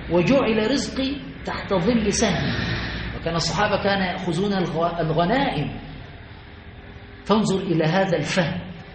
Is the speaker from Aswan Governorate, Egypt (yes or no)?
yes; Aswan Governorate, Egypt; لما هناك عندنا في أسوان كنا صغار